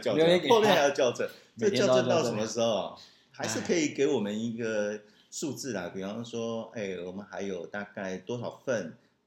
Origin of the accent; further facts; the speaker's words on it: Taiwan; 你看我们台湾人其实蛮守法的